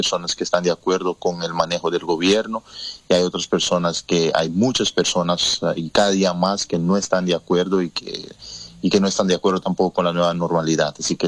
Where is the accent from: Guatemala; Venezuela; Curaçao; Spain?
Curaçao; now in Netherlands; Yo llevo 10 años ya acá. Uh-huh. Tengo 10 años, me vine en el 2010, me vine con mis padres al principio, y también por mis estudios, ¿no? Como soy de Curazao, nosotros los curazoleños tenemos nacionalidad holandesa